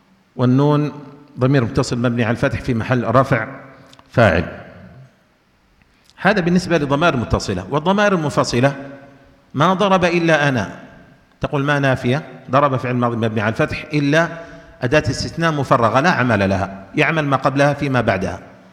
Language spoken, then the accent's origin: Arabic; Yemen; لكن عندنا في اليمن يقولون في الإعراب